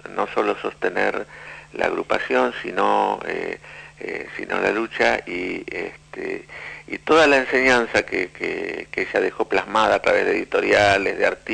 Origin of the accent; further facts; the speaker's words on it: Buenos Aires, Argentina; soy psicólogo de Buenos Aires, de la capital federal